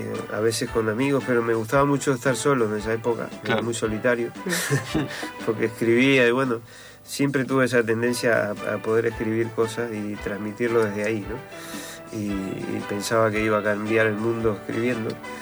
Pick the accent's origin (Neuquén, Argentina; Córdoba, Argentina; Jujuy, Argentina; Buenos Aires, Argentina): Buenos Aires, Argentina; born there; me preguntabas dónde yo había nacido, y nací en Villa Urquiza, lugar que amo profundamente.